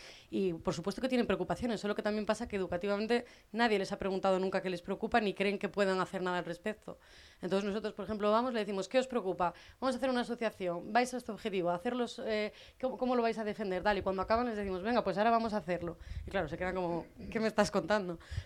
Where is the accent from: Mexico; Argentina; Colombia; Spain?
Spain; Cantabria; la gente de mi, no voy a decir de mi pueblo, sino de la gente que yo conozco de Cantabria, de mi edad y tal